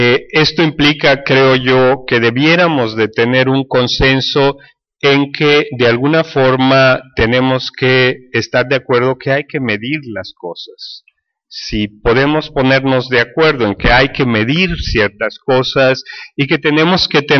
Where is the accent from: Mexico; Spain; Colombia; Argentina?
Mexico; en términos de mi experiencia como mexicano